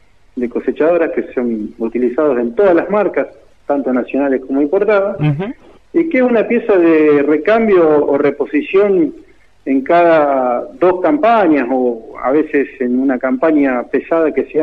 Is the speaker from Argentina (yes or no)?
yes; San Jerónimo Norte, Santa Fe, Argentina; yo también soy oriundo de San Jerónimo Norte